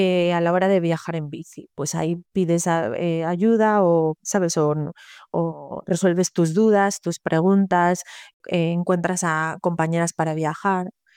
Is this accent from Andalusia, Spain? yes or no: no; A Coruña, Galicia, Spain; A ver, yo soy de aquí de Coruña, de toda la vida. Yo estudié aquí la carrera, o sea, como que me quedé aquí.